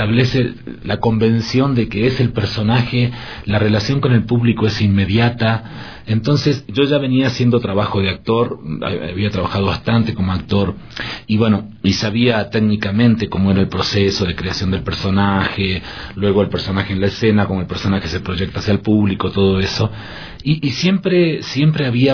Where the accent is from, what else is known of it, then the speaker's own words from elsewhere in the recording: Patagonia, Argentina; yo soy de la Patagonia, pero del norte de la Patagonia